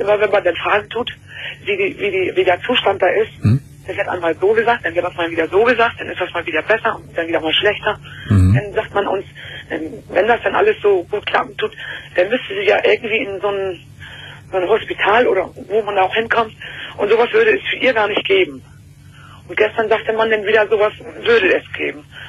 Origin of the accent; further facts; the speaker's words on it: North Germany, Germany; Ja, ich komme aus dem Norden, ja.